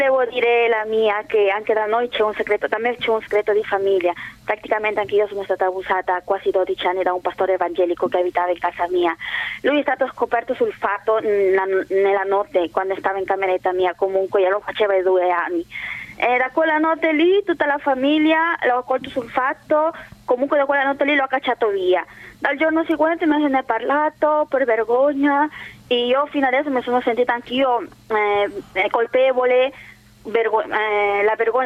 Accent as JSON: {"language": "Italian", "country": "Peru", "second_language": "Italian", "lives_now": "Italy", "said": "Adesso sì, infatti adesso quando vado nel mio paese Perù parlerò con tutti loro"}